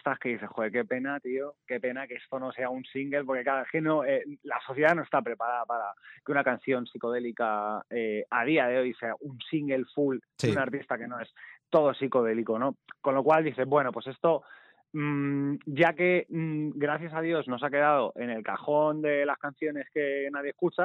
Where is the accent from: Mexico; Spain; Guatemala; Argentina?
Spain; Alcalá de Henares, Community of Madrid; y yo soy de Alcalá de Henares, sí